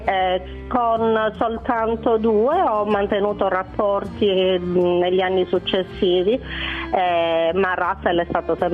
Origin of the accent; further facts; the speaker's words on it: Palermo, Sicily, Italy; Sì, sono palermitana, anche se ho origini nella provincia di Messina, ma sono palermitana.